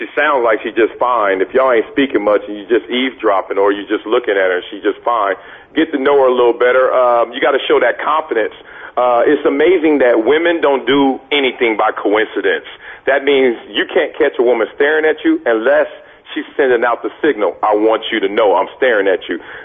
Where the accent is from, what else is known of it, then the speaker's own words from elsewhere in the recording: Compton, California, United States; Not going against Jonathan Ogden, not playing in the NFL, not growing up in Compton.